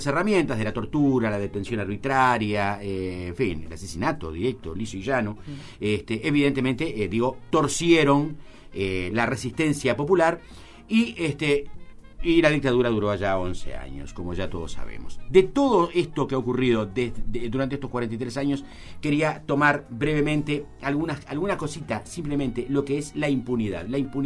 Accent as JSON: {"language": "Spanish", "country": "Uruguay", "said": "Pudimos, digo, como uruguayo"}